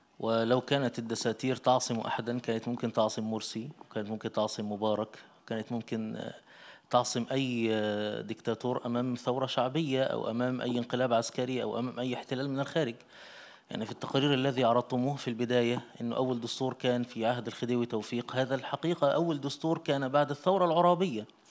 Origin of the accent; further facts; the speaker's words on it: Egypt; وحدث عندنا في مصر مساخر كثيرة